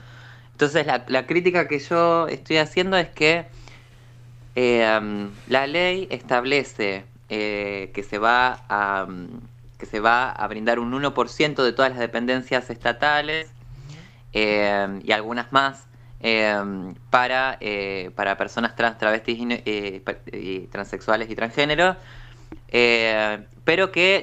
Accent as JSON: {"language": "Spanish", "town": "La Plata", "region": "Buenos Aires Province", "country": "Argentina", "lives_now": "Buenos Aires, Argentina", "said": "Ahora vivo en Capital Federal, pero soy de La Plata."}